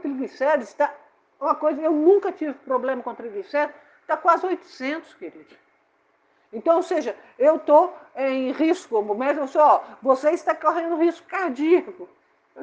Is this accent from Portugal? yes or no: no; Minas Gerais, Brazil; Sou mineira, né? Mineira adora queijo.